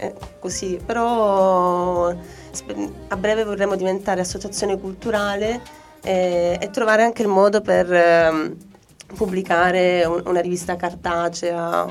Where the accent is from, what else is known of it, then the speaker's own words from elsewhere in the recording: Calabria, Italy; A me aiuterebbe tanto da calabrese.